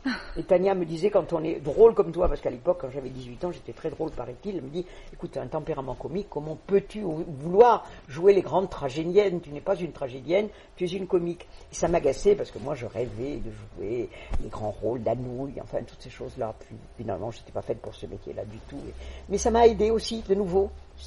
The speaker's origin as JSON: {"language": "French", "region": "Southern France", "country": "France", "tie": "born there", "said": "alors que je suis née dans le Midi de la France"}